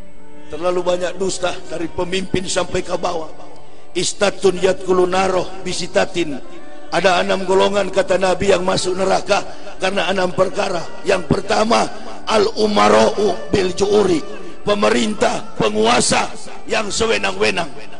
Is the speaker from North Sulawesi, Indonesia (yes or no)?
yes; Manado, North Sulawesi, Indonesia; Kampung saya di Manado